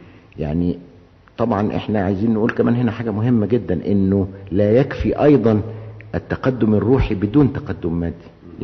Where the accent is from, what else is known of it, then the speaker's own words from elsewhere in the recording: Egypt; احنا عندنا في مصر تعبير شعبي بيقول ايه؟